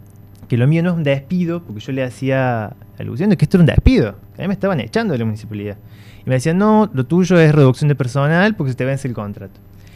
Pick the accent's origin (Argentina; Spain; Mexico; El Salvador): Argentina; Villa Allende, Córdoba; yo soy de Villa Allende, he vivido acá, crecido acá.